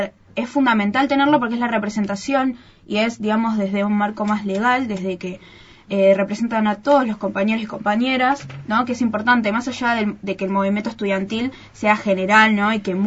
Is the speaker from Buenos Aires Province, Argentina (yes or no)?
no; Viedma, Río Negro, Argentina; Y bueno, y somos de acá, de Viedma